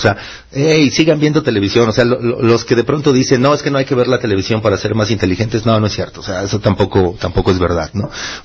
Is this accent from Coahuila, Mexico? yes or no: no; Mexico City, Mexico; Por eso insulto mucho al chilango, yo soy chilango, ¿no?